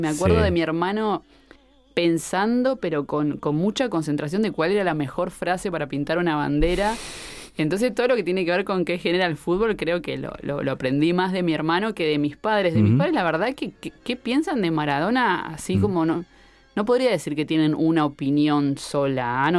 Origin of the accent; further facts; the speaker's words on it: Bahía Blanca, Buenos Aires Province, Argentina; Yo soy de Bahía Blanca, claro. Sí. En Bahía Blanca, cuando yo crecí, había dos equipos grandes